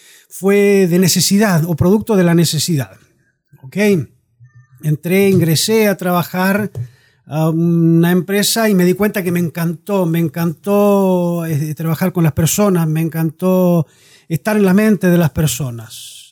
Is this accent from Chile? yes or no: yes; La Unión, Los Lagos, Chile; born there; accent: Chilean; moved away as an adult; A pesar del acento, chileno. Me he ido muy joven desde acá, de esta región. Soy nacido específicamente en La Unión